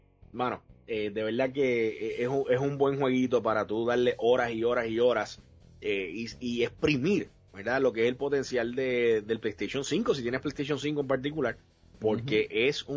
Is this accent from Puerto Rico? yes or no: yes; Puerto Rico; Entonces yo obviamente como buen puertorriqueño asocio la playa con el vacilón de verano, ¿no?